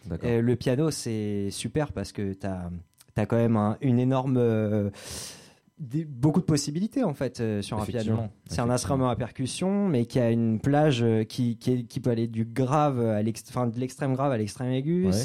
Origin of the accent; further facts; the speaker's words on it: Fécamp, Normandy, France; je suis de Fécamp